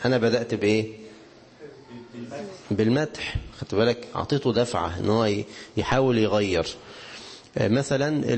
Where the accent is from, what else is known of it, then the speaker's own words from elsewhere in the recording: Egypt; وطبعا إحنا كمصريين أساتذة في التخويف، صح كده؟